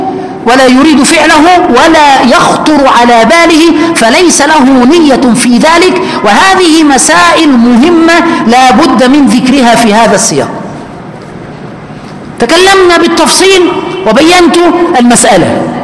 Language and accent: Arabic; Egypt; عندنا في مصر شيء يسمى البشعة